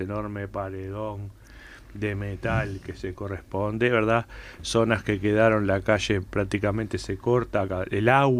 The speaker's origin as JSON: {"language": "Spanish", "town": "Las Piedras", "region": "Canelones", "country": "Uruguay", "said": "Vengo de Las Piedras, pero de la zona donde es territorio ocupado por UPM, por el ferrocarril para UPM."}